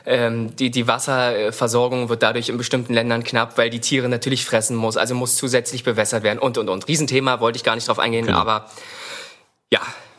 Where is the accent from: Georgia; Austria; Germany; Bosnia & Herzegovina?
Germany; Seehausen; Also ja, bei uns in Seehausen, wenn man hinten aus meinem Zimmer rausgeguckt hat, hatten wir da zwar einen Zaun und eine eigene Absperrung für unser Haus